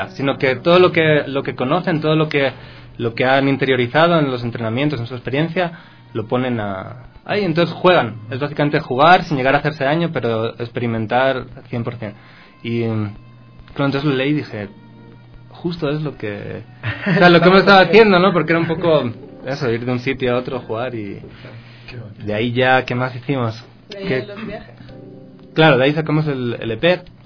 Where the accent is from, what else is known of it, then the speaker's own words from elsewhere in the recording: Ecuador; accent: Ecuadorian; now in Spain; la tengo acento ecuatoriano, cada vez me noto más que ya se me va el español.